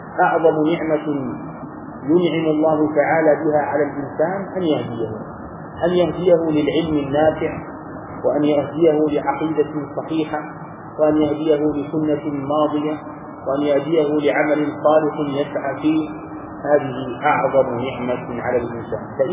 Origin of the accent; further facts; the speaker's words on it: Egypt; ونحن كمصريين تربينا على هذا